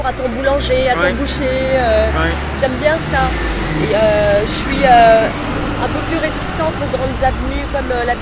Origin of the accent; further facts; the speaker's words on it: Paris, Île-de-France, France; Ben, je suis née à Paris. C'est vrai que j'ai toujours vécu à Paris. Les amis, l'école, l'éducation, voilà, c'était parisien dans le quartier latin. C'est Saint-Germain-des-Prés.